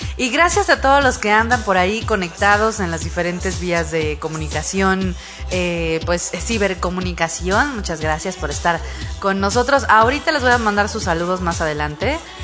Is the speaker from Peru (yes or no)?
no; Mexico; soy mexicana. Y no, o sea, sí me enorgullece.